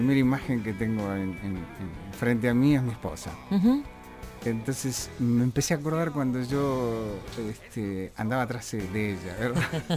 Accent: Buenos Aires, Argentina; Yo nací en Mariano Achino Boluapí, eso pertenece a Drago, Coglan y Villurquiza, ese sector. Y siempre me crié por ahí, un poco de Saavedra también.

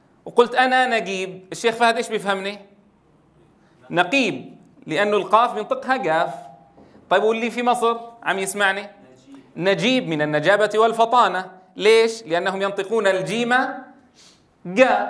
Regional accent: Syria; بعض كبار السن عندنا في سوريا الذين يعني لم يتدرب في على قراءة القرآن الكريم فصيحا

